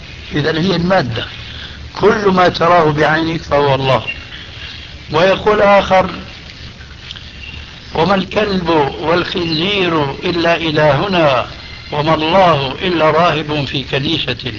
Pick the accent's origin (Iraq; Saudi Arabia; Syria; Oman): Syria; تلقفها بعض العامة عندنا في سوريا